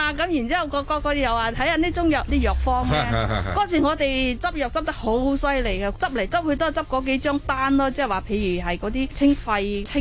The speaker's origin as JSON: {"language": "Cantonese", "country": "China", "said": "因为依家都好多系我哋中国人以外嘅，我哋叫外国人啦"}